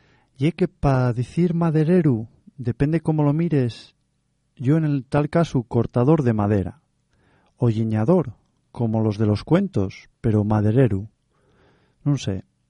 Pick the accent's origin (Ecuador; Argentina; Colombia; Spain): Spain; Cangas del Narcea, Asturias; ¿No ves que yo soy de Pacangas de Narcea?